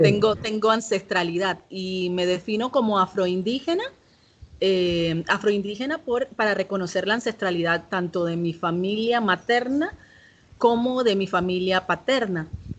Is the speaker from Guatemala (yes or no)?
no; La Chorrera, Panamá Oeste, Panama; Yo nací en La Chorrera y allí viví sin tocar a la ciudad de Panamá por 17 años. O sea, que solamente tuve vida de pueblo, con una identidad campesina de mi familia materna, ¿verdad? Entonces esa es mi parte de madre, ¿verdad? Y de parte de padre, soy afrodescendiente